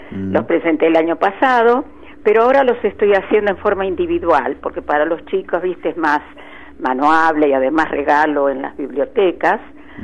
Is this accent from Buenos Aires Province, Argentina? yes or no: yes; Chivilcoy, Buenos Aires Province, Argentina; mis primeros 25 años en Chivilcoy. Yo nací en Chivilcoy en el año 1932.